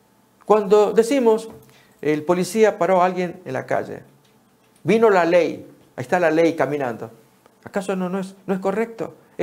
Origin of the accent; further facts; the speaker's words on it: Argentina; Años atrás, en Argentina, en mi país, hubo una crisis económica tal que hubo que devaluar el dinero